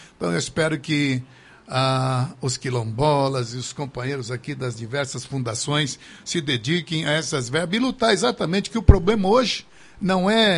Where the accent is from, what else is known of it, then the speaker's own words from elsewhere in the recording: Brazil; born there; Eu digo nós porque eu sou brasileiro, nasci aqui, minha gente.